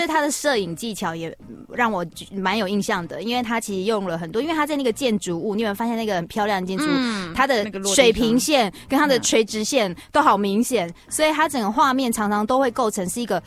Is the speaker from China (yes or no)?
no; Taiwan; 对，但是我们台湾人心结。